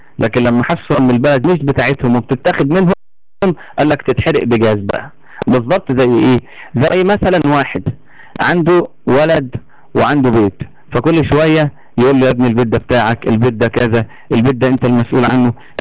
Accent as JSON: {"language": "Arabic", "country": "Egypt", "said": "عندنا في مصر هنا بعد موضوع الثوره"}